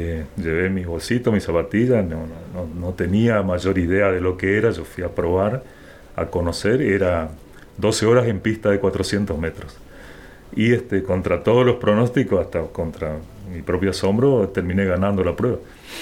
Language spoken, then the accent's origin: Spanish; San Ignacio, Misiones, Argentina; qué más quisiera en mi pueblo, en San Ignacio, tener una pista.